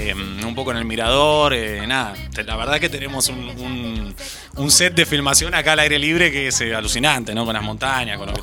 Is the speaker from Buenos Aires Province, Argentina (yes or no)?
no; San Marcos, Córdoba, Argentina; soy nacido acá, soy enfermo de San Marcos, wow, claro, amo.